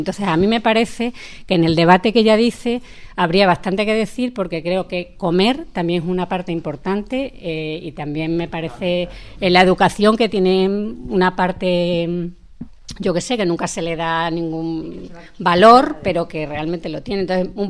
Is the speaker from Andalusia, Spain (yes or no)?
no; Móstoles, Community of Madrid, Spain; también soy de Móstoles